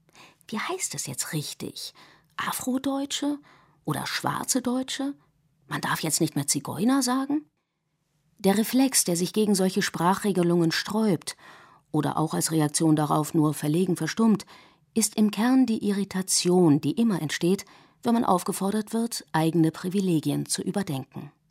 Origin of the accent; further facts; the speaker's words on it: Germany; German is a second language; also born or lived in United States; Ich bin eine Amerikanerin, die in Deutschland aufgewachsen ist und den Großteil ihres Lebens hier verbracht hat. Obwohl ich in den USA geboren bin und nur die amerikanische Staatsbürgerschaft besitze, obwohl meine Muttersprache nicht Deutsch ist